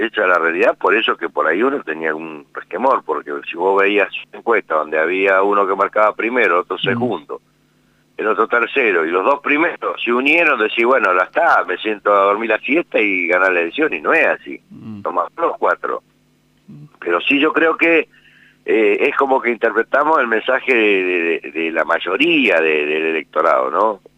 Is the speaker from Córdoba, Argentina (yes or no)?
no; Colonia Barón, La Pampa, Argentina; yo soy de Colonia Barón, pero bueno, ya tengo cierta inserción en distintos lugares, incluso hasta en Santa Rosa.